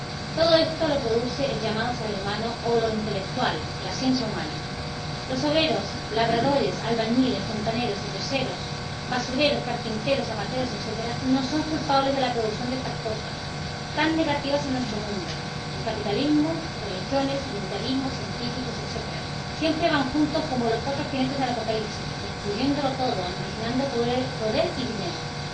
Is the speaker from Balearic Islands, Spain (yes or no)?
yes; Inca, Balearic Islands, Spain; born there; now in Palma, Spain; Señores, soy un obrero yesero ya jubilado mallorquín. Nací en Inca, pero hace muchos años que resido en Palma. … toda mi vida la he dedicado a Dios.